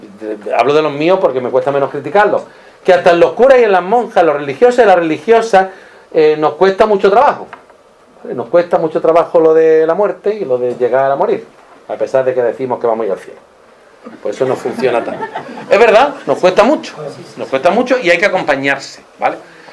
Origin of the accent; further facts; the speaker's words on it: La Zubia, Andalusia, Spain; Hipona sería como la Zubia, que es mi pueblo.